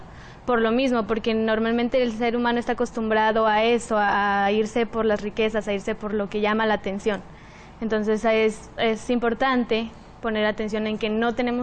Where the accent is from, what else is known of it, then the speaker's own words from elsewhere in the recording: Oaxaca, Mexico; estudio terapia física aquí en la Universidad de Montemorelos y vengo de Oaxaca.